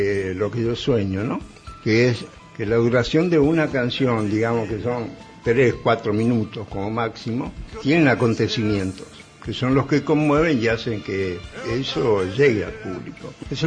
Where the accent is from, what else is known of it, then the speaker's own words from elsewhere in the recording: Las Catitas, Mendoza, Argentina; Yo nací en Las Catitas, en un pueblito que está a 70 kilómetros de Mendoza, muy desértico, prácticamente dolían los oídos, dolían las orejas de tanto silencio